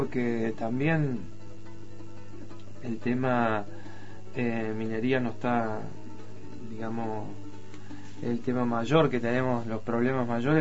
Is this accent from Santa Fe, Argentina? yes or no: no; Córdoba, Argentina; yo, si bien yo soy cordobés, hace 10 años que estoy ahí, me siento ya un alvearense